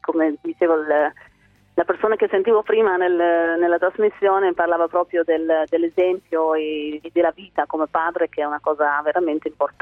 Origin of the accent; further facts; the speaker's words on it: Netherlands; essendo io olandese